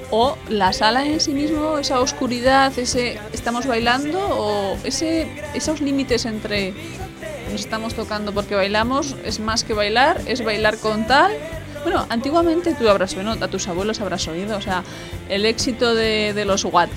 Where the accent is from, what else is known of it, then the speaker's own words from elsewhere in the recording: Navarre, Spain; yo vengo de Navarra